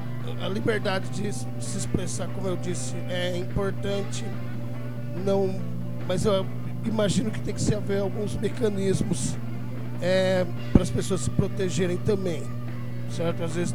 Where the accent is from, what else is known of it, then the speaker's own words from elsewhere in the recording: São Carlos, São Paulo, Brazil; moved away; quando eu saí de São Carlos, eu chegava falando que o IDH da cidade já tinha subido, etc.